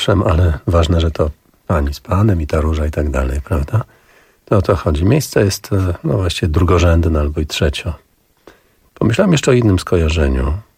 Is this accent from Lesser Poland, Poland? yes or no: no; Augustów, Podlaskie Voivodeship, Poland; bo w moim miejscu Augustów, stamtąd jestem chłopak z Augustowa